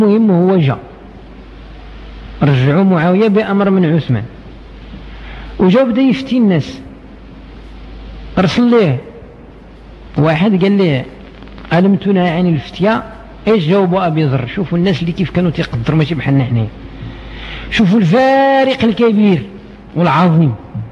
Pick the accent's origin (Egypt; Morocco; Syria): Morocco; شحال الآن عندنا في المغرب من الدكاترة